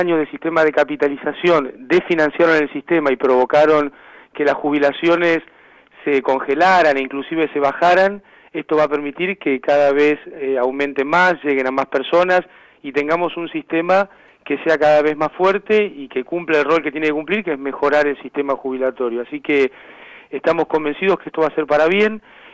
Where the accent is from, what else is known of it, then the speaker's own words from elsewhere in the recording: Mar del Plata, Buenos Aires Province, Argentina; moved away as an adult; Yo soy de Mar del Plata.